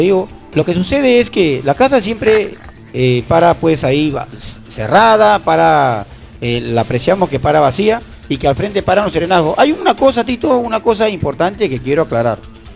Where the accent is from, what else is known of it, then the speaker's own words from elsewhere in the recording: Ventanilla, Callao, Peru; soy de Ventanilla, vivo, amanezco en este cielo de nuestro querido distrito